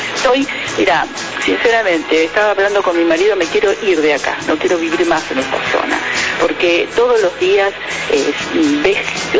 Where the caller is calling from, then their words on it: Olivos, Buenos Aires Province, Argentina; yo vivo acá en Olivos y tengo mucho gorilaje.